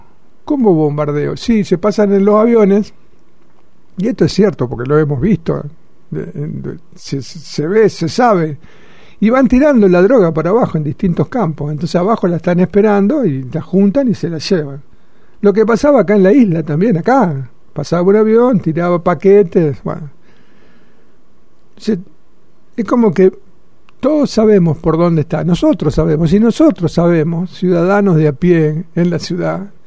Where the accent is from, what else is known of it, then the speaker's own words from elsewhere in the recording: Argentina; Descubrió que ahora somos argentinos.